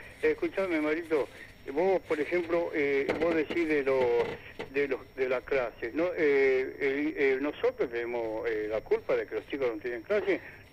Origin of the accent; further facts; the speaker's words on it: Argentina; Soy argentino.